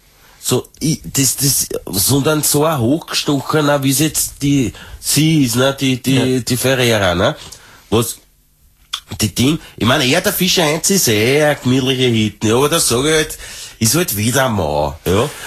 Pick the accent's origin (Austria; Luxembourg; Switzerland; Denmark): Austria; ich will als Österreicherin, will das an der Spitze von meinem Land